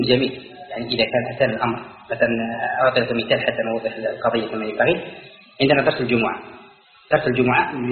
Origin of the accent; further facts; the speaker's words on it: Algeria; احنا امر يتعلق بالائمه عندنا في الجزائر